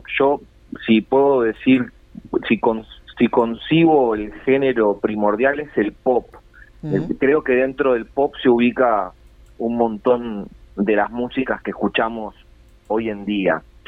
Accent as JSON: {"language": "Spanish", "country": "Paraguay", "said": "Así que sí, nací en Paraguay, soy paraguayo, pero tengo una gran parte de mi ADN, claro, en Uruguay."}